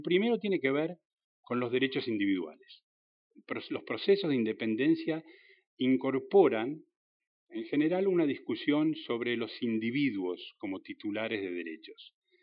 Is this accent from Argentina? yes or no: yes; Argentina; como ciudadanos, como argentinos, es, en cierto modo, el acta de nacimiento de nuestro país.